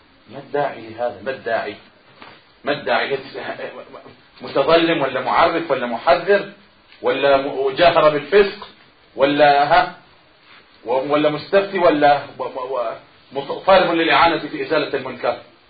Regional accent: Egypt; حتى بعض الناس يقول عن بعض القرى عندنا في مصر هنا في بعض الأرياف

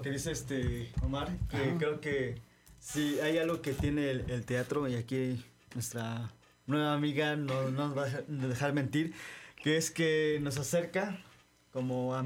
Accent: Coatepec, Veracruz, Mexico; Bueno, yo vengo de Coatepec. De Coatepec.

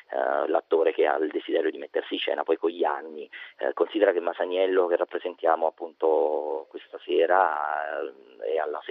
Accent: Naples, Campania, Italy; Sì, io sono napoletano.

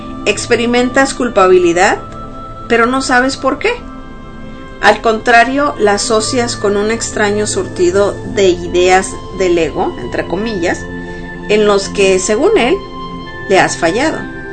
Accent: Mexico; Y los que somos mexicanos tal vez conocemos de lo que pasó en Tlatelolco, en México, en el 68

